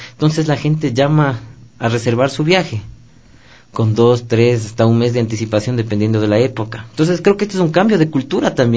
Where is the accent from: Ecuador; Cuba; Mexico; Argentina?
Ecuador; Nosotros como ecuatorianos debemos de estar orgullosos de lo que tenemos.